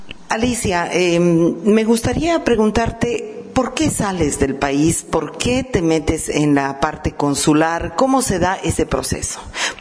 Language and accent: Spanish; Bolivia; now in Spain; Disculpe, buenos días. Soy boliviana